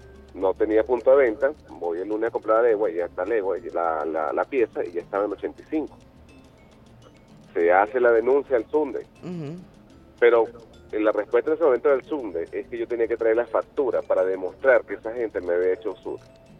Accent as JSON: {"language": "Spanish", "country": "Venezuela", "said": "Entonces, no es que nosotros como venezolanos, revolucionarios, no creamos en las acciones"}